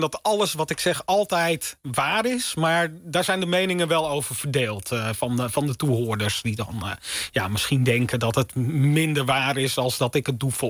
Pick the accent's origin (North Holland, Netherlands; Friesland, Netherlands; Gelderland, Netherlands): North Holland, Netherlands; ik kom dus uit de Zaanstreek.